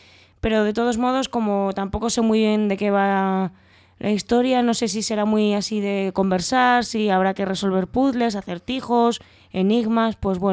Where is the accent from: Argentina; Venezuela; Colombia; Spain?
Spain; Valencia, Valencian Community; born there; Amo un Valencia, yo es que nací en Valencia.